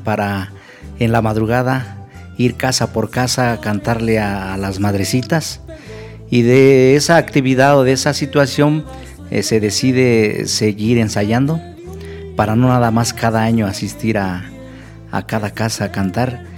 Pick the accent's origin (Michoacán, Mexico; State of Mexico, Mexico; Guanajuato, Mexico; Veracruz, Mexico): State of Mexico, Mexico; San José Mesapa; nosotros somos originarios de San José Mesapa, segunda sección, municipio de Santiago Tianguistenco, Estado de México.